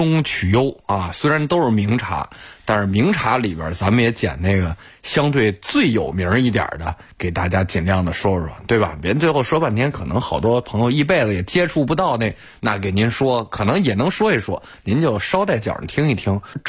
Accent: Zhangjiakou, Hebei, China; 到我的家乡张家口继续去讲茶，

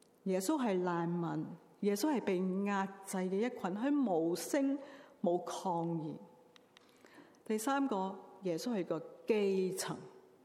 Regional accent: Tsz Wan Shan, Hong Kong; now in Vancouver, Canada; 如果住在香港呢，我住在慈云山，我从小在慈云山长大。

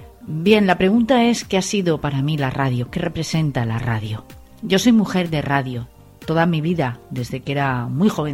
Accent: Valencia, Valencian Community, Spain; una emisora local aquí en Valencia, de donde soy, donde he nacido y donde he desarrollado gran parte de mi carrera profesional

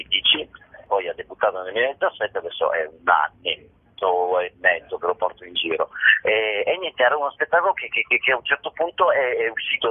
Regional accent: Veneto, Italy; l'uno sono io, i 6.000 sono i 6.000 abitanti del mio paesino nella provincia di Vicenza.

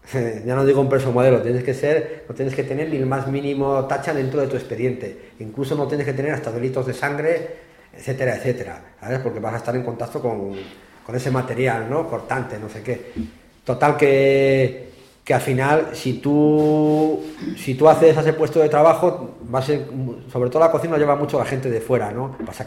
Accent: León, Castile and León, Spain; yo por ejemplo, que soy de León

